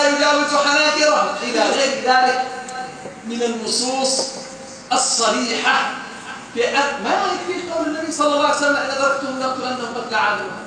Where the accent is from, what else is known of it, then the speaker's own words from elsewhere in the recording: Saudi Arabia; والله أنا سعودي مساكين